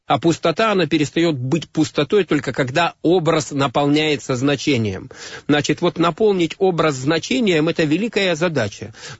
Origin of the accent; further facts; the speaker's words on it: Far East, Russia; born there; я родился на Дальнем Востоке. Это моя страна, это моя родина.